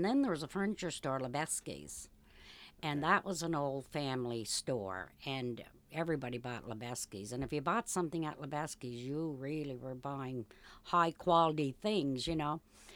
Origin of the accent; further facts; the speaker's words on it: Balls Creek, Nova Scotia, Canada; born and brought up in Balls Creek.